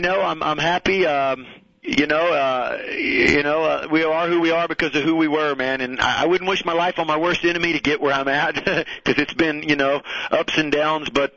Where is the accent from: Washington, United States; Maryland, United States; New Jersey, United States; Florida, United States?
Florida, United States; Miami; now in Wellington, United States; Listen, man, I grew up right there in Miami, and wrote a song about it